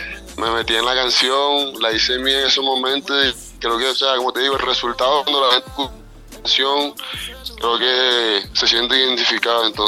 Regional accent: Santa Marta, Magdalena, Colombia; vengo de la ciudad de Santa Marta, de Colombia.

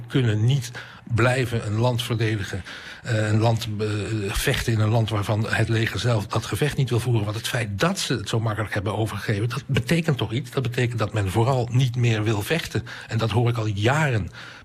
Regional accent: Afghanistan; Dutch is a second language; Wij zijn Afghanen, wij bepalen zelf wat er in ons land gebeurt.

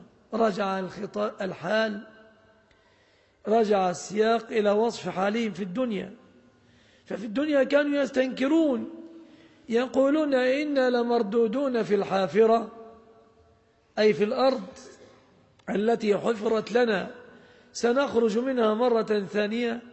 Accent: Egypt; أن تسلم بلادنا مصر وأن يسلم أهلها

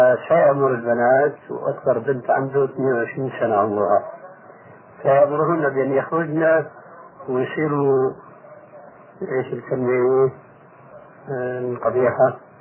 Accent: Syria; والعام يقولون عندنا في سوريا الخرف من الفارس

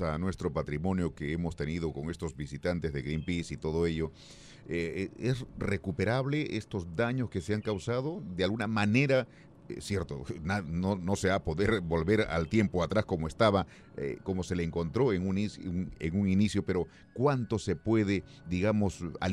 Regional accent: Peru; Nosotros como peruanos, ¿no?

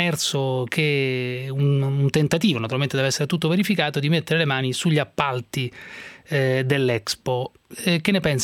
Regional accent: Rome, Lazio, Italy; now in Milan, Italy; io abito a Milano da 10 anni, per cui pur essendo romano.

